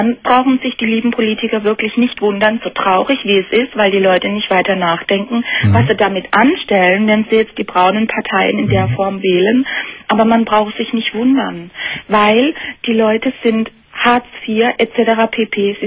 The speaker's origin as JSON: {"language": "German", "country": "Germany", "said": "Ich bin Deutsche, ich bin stolz und ich möchte nicht für meinen Nationalstolz beschimpft werden"}